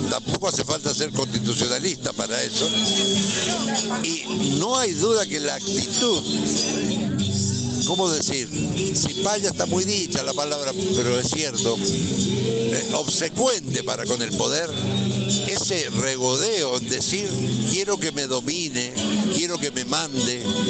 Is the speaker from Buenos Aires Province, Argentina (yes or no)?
no; Godoy Cruz, Mendoza, Argentina; El martes próximo empezamos en Godoy Cruz. Yo soy de Godoy Cruz.